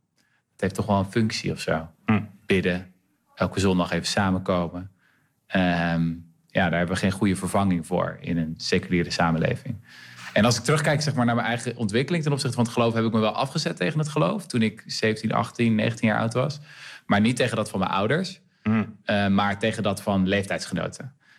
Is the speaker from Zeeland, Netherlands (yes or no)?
yes; Renesse, Zeeland, Netherlands; Ik kom trouwens zelf uit Renesse, ben ik geboren.